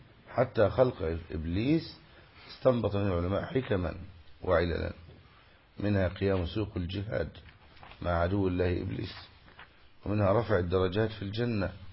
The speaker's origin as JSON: {"language": "Arabic", "country": "Egypt", "said": "والمثل الذي عندنا في مصر"}